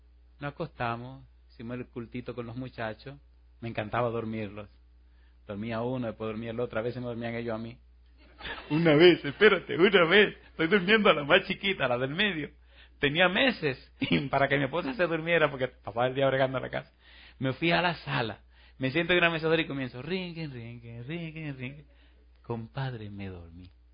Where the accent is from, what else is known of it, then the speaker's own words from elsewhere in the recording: Puerto Plata, Dominican Republic; Una vez, en una ciudad que se llama Puerto Plata, en mi país, estaba dando una campaña